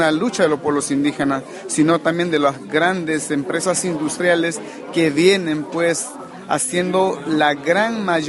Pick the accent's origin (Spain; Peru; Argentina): Peru; Yo soy Ashaninka, yo soy del pueblo Ashaninka del país Perú.